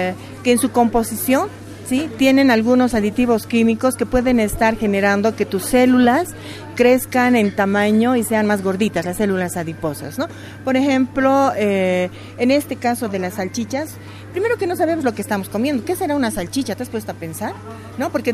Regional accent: Tarija, Bolivia; En Tarija, mi abuelo, yo soy de origen tarijeño, y criábamos, ¿no?, nuestras gallinas, nuestros chanchitos.

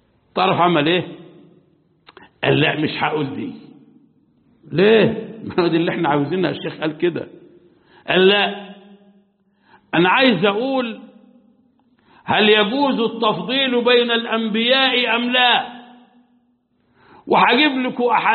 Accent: Egypt; احنا عندنا في مصر شخصية خرافية لا واقع لها في التاريخ

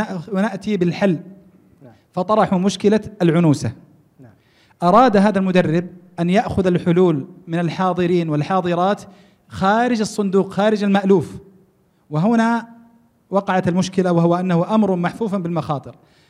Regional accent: Taif, Makkah Province, Saudi Arabia; now in Qassim, Saudi Arabia; أنا من الطائف لست من هنا من القصيم لكني أدرس في الجامعة هنا

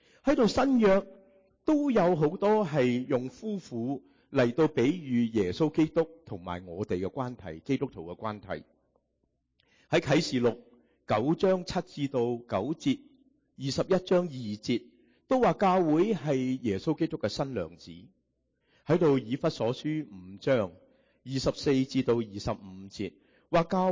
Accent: Guangdong, China; 我们广东人说什么？一脚踏两船，是吗？

